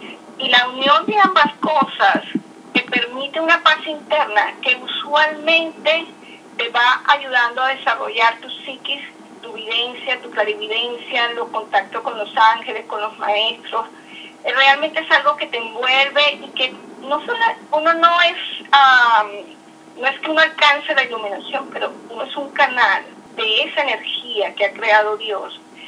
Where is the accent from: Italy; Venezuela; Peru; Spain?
Venezuela; now in New York, United States; soy venezolana. Tengo desde hace 7 años, vivo en Nueva York.